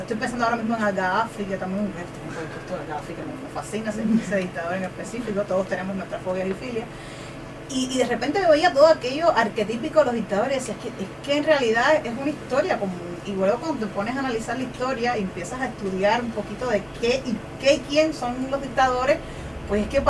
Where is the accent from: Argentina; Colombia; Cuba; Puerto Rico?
Cuba; de Cuba. Los zoológicos son lugares deprimentes, yo creo que en todos los lugares del mundo, pero en mi país son especialmente deprimentes